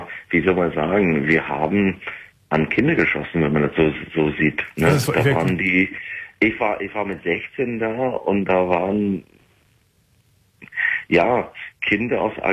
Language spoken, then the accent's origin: German; England, United Kingdom; German is a second language; moved away as an adult; now in Germany; Ja, ich komme aus England, aber wohne in Deutschland seit 12 Jahren jetzt.